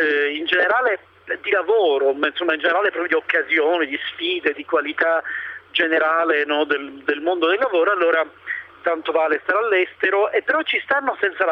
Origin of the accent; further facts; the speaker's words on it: Sicily, Italy; moved away; io me ne sono andato via perché sono siciliano